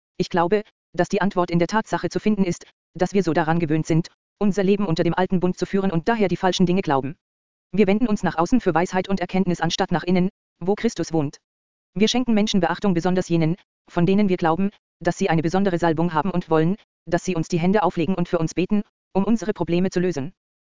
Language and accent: German; Austria; Als ich noch jung war im Dienst und in meinem Heimatland Österreich Gemeinden gegründet habe